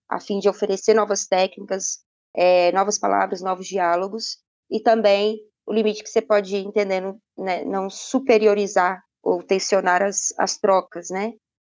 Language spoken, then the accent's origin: Portuguese; Belo Horizonte, Minas Gerais, Brazil; also born or lived in Montes Claros; eu vim de Belo Horizonte, mas sou nascida em Montes Claros.